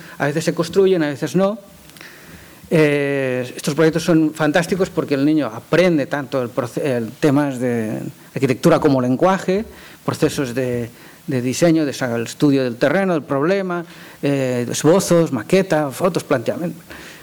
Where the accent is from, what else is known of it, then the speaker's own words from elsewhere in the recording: Spain; Como saben, yo soy de España